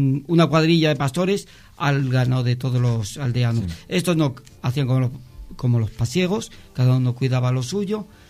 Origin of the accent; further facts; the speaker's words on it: Luarca, Asturias, Spain; yo soy marnueto, soy de Luarca capital.